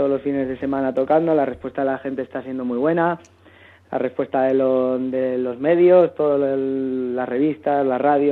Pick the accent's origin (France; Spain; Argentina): Spain; Bilbao, Basque Country; now in Madrid, Spain; Y yo vengo de Bilbao, ¿no? Entonces nos juntamos en Madrid, pues por casualidad. Yo estaba buscando bandas, llevaba como 6-7 meses por aquí